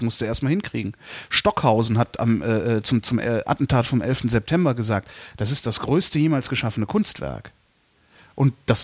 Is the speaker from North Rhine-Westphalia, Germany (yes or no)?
yes; Cologne, North Rhine-Westphalia, Germany; Ich bin ja selber Kölner, darum bin ich drauf am Stehen.